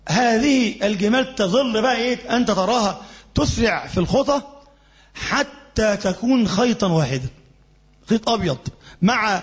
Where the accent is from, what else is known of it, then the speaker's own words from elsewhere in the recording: Egypt; بيكون مثلا ما بين هنا عندنا في مصر وبين الشمس نفسها